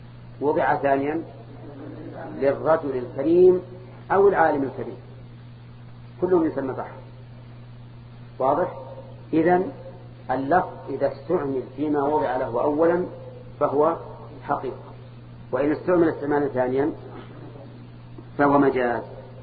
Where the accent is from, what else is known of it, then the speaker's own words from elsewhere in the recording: Al-Qassim, Saudi Arabia; أولاد علي أظن كنا عندنا في القصيم